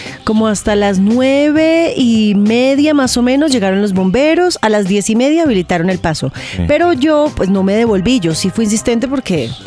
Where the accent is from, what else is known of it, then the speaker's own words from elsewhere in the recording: Bogotá, Colombia; Los que somos rolos sabemos que así nos toca.